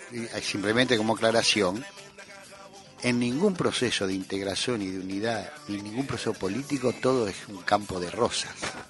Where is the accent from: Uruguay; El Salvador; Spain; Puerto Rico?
Uruguay; se hablan de restringir la opinión, como somos uruguayos, de restringir la opinión política sobre el proceso argentino